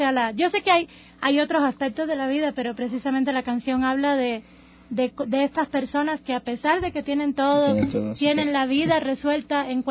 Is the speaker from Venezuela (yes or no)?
no; Cuba; moved away; Cuando yo vine de Cuba, me sorprendió mucho es la manía de quejarse que vi aquí